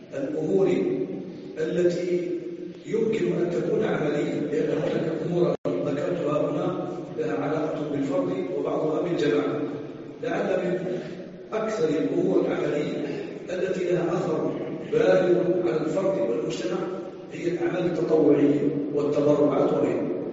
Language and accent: Arabic; Algeria; عندنا في الجزائر